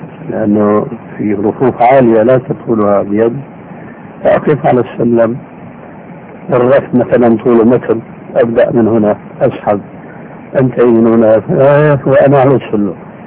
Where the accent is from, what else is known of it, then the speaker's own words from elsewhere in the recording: Syria; كما يقولون عندنا بالشام كل من يغني على ليله